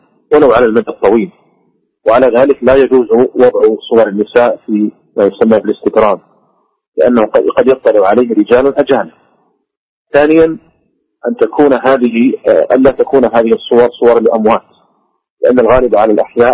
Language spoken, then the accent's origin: Arabic; Saudi Arabia; قد كان الناس قديما عندنا في المملكة العربية السعودية كانوا يسمونها عكسا